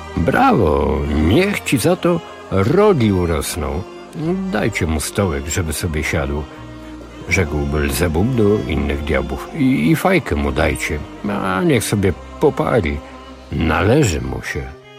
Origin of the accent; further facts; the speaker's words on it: Jerzmowice, Lesser Poland, Poland; also born or lived in Kraków; now in Illinois, United States; jak w moim Krakowie. 22 Fahrenheita, ale bardziej mojsze są moje Jerzmowice, blisko Krakowa, za którymi czasami tęsknię, pomimo że dopiero co minęło zaledwie 2 tygodnie, jak wróciłem z urlopu świątecznego w rodzinnych stronach.